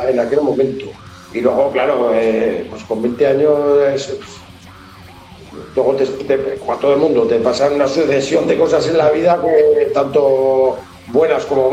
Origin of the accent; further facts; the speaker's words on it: Catalonia, Spain; mi pueblo está relativamente cerca de Barcelona